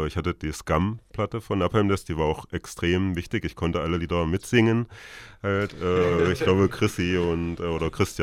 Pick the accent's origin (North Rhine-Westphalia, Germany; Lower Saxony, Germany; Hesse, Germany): Hesse, Germany; Kassel; Also in Kassel, wo ich herkomme, gab es zwar auch gute Metal-Bands zu der Zeit